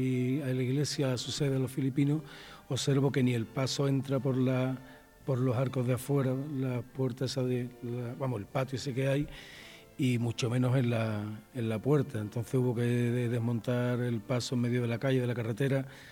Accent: Jerez de la Frontera, Andalusia, Spain; now in Valladolid, Spain; 40 años de cofrade en Jerez de la Frontera, en mi tierra, pero 6 años aquí en Valladolid

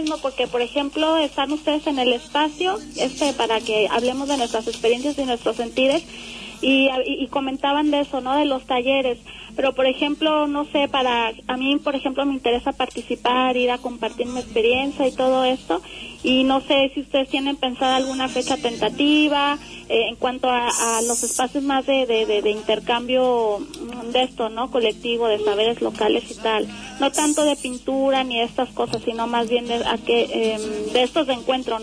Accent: Mexico; soy de México.

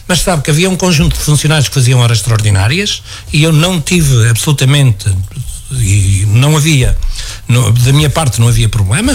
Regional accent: Portugal; e somos portugueses como os outros.

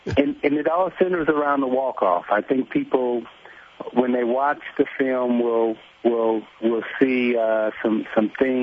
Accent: Chicago, Illinois, United States; I grew up in Chicago, so I didn't have a problem fighting any of them.

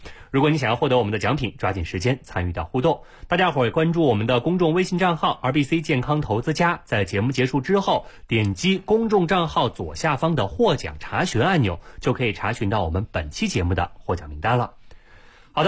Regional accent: China; 他们大数据的统计可能更跟我们中国人有相似的地方

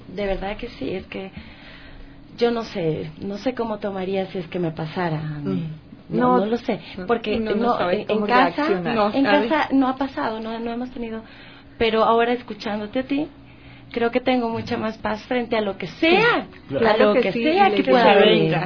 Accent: Ecuador; Claro, porque aquí de los cuatro soy la única ecuatoriana.

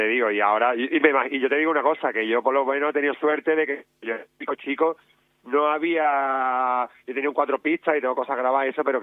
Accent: Andalusia, Spain; Soy andaluz y ya está, ¿sabes?

